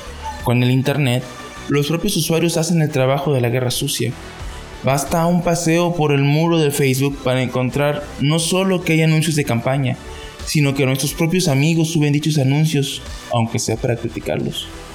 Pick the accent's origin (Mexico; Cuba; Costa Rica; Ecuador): Mexico; esta es la nueva responsabilidad que tenemos como mexicanos